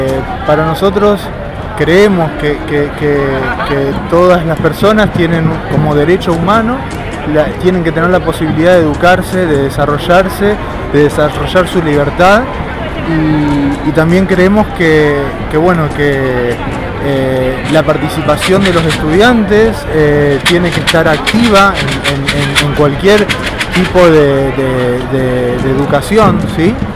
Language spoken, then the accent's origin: Spanish; Rosario, Santa Fe, Argentina; en realidad nosotros somos de Argentina, ¿sí? Venimos de Rosario, Argentina